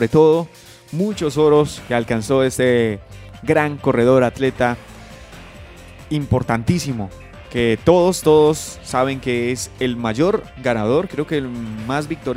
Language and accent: Spanish; Colombia; la verdad sí me genera un poco de desconfianza a mí como colombiano